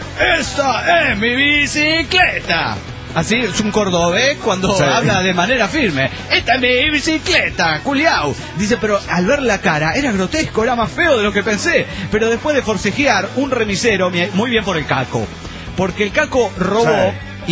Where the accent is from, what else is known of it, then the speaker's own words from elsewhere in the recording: Coahuila, Mexico; No, porque yo vengo de Coahuila y ahí está muy chido todo